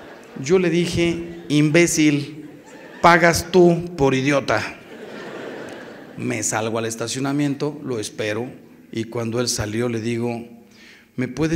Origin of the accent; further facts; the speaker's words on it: Mexico; los que salimos ganando somos los mexicanos.